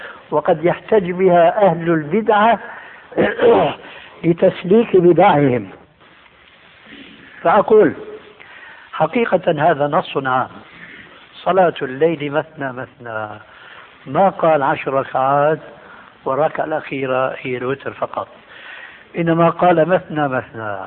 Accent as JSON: {"language": "Arabic", "country": "Syria", "said": "عندنا في الشام يسمى المقدمة بالتذكير، ويقلب الذال إلى دال بيقولوا التذكير"}